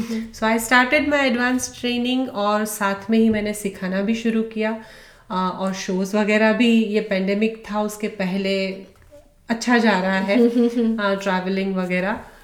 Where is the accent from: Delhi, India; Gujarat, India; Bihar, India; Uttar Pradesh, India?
Gujarat, India; Rajkot; वो इंडिया में ही है, राजकोट में ही है जहाँ मैं पली बड़ी हूँ.